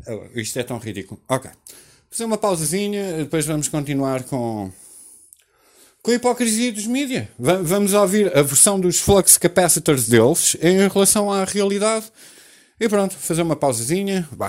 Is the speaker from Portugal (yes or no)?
yes; Portugal; nós vivemos sobre nós próprios, que nós vivemos como portugueses